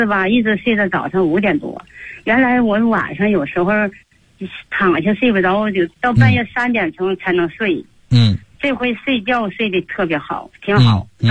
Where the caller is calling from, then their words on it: Qiqihar, Heilongjiang, China; 我是齐齐哈尔的，是您的新学员。